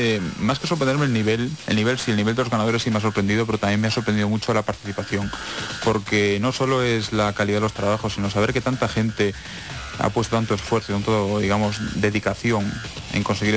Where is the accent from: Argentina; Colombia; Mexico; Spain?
Spain; now in Cheltenham, United Kingdom; porque yo también soy español